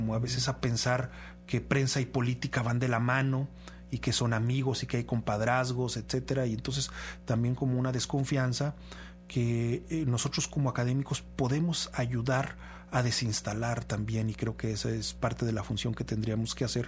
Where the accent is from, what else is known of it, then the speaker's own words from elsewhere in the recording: Aguascalientes, Mexico; De donde vengo yo, el estado de Aguascalientes